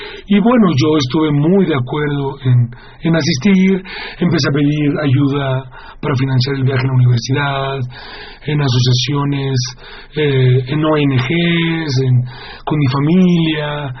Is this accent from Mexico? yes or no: yes; Mexico; nosotros como mexicanos nos interesó mucho integrarnos